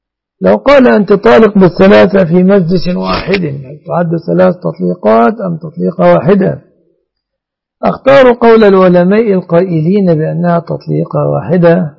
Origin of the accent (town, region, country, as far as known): Egypt